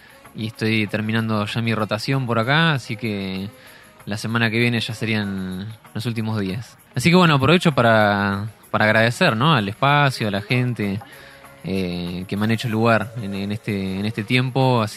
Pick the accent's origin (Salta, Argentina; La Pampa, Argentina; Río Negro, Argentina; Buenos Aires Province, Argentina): Buenos Aires Province, Argentina; Nueve de Julio; Y después voy para mi pueblo, allá 9 de julio, antes de volver a trabajar.